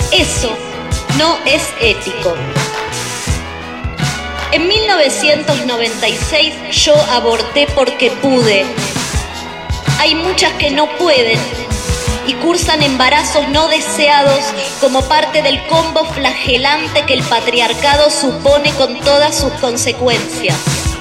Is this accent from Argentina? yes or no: yes; Argentina; que yo, como ciudadana argentina, merecía, porque es mi derecho básico.